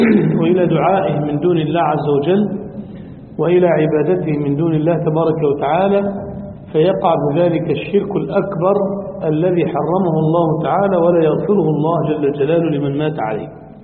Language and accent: Arabic; Egypt; له قبر عظيم المزار عندنا في مصر